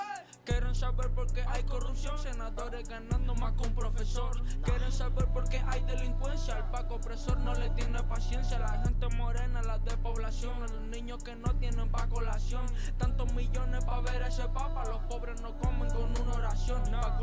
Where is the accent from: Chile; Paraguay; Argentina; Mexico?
Chile; Vengo de Chile, del Chile feo, donde niños nacen solo pa' ser reo, pa' ser de la contra, pa' ser de la calle.